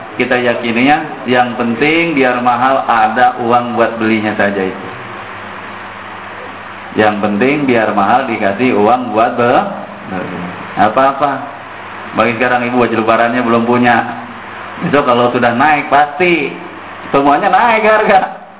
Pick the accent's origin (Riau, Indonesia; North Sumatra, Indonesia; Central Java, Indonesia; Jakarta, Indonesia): Jakarta, Indonesia; Dan saya orang Betawi bilangnya begitu.